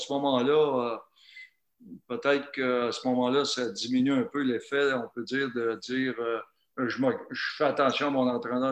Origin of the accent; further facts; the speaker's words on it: Mirabel, Quebec, Canada; Et je viens de la région de Mirabel